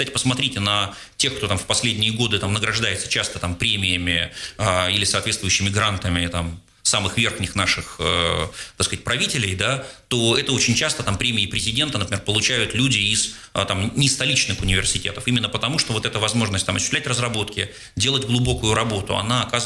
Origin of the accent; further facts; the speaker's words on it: Seversk, Tomsk Oblast, Russia; moved away as an adult; now in Moscow, Russia; я сам когда-то из Томска 7, это город Северском, под Томском, дальше начинал учиться в Томске, ну, вот уже 25 лет в Москве